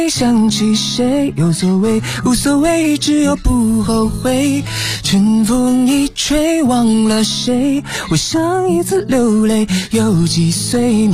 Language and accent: Chinese; Beijing, China; 我是北京人。